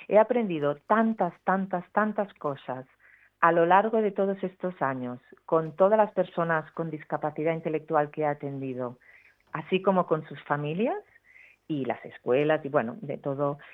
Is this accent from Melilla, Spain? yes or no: no; Catalonia, Spain; la sacamos en catalán, porque somos catalanes nosotros